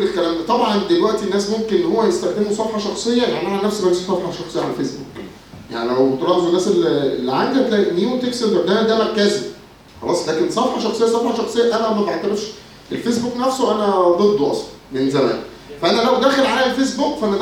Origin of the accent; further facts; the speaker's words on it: Egypt; بس احنا دماغنا كمصريين اكيد محدش يقدر عليه